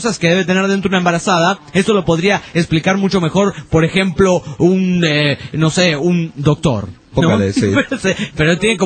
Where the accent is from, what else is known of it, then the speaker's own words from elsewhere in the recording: Mexico City, Mexico; now in Queens, United States; Soy chilango del DF para los de otros países que no sepan lo que es chilango y trabajo en Manhattan y vivo en el Queens, New York, el condado de con más diversidad étnica en los Estados Unidos y tal vez del mundo.